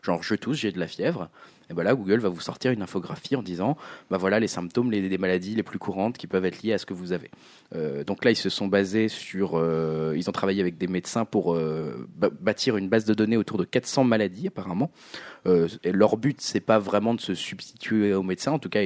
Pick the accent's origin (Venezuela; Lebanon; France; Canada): France; East; puisqu'on vient de l'Est. Enfin en tout cas, je viens de l'Est.